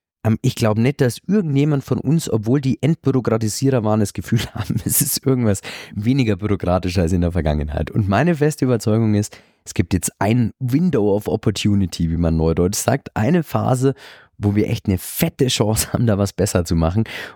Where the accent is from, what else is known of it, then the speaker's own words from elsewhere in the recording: Bavaria, Germany; ich trete in Bayern etwas weniger, als Bayer in Berlin etwas weniger